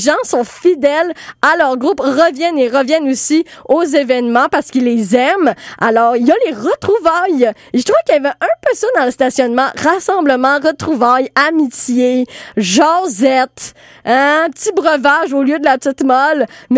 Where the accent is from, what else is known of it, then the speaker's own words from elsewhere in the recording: Trois-Rivières, Quebec, Canada; moi, ça me rappelait ma jeunesse. Parce que à Trois-Rivières, je viens de Trois-Rivières